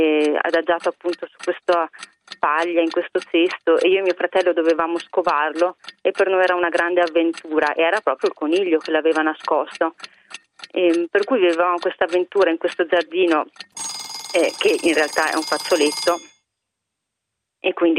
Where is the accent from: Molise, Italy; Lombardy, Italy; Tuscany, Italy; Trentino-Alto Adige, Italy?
Trentino-Alto Adige, Italy; Bolzano; il mio ricordo di Pasqua è di quando ero bambina e qui a Bolzano la mia nonna preparava un cestino